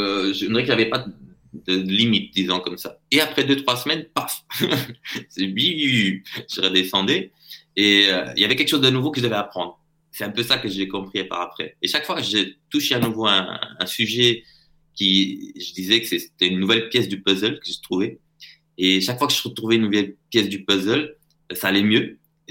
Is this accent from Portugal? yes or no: yes; Portugal; parce que je suis portugais, donc j'ai accès à tout ce qui est portugais, j'arrive à lire facilement